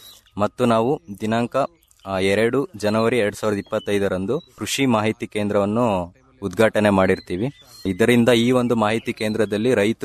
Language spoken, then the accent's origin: Kannada; Banur, Karnataka, India; ನಾನು ಮೂಲತಃ ಚಿಕ್ಕಮಗಳೂರು ಜಿಲ್ಲೆ ಕಡೂರು ತಾಲೂಕು ಬಾಣೂರು ಗ್ರಾಮದಿಂದ ಬಂದಿರ್ತೀನಿ.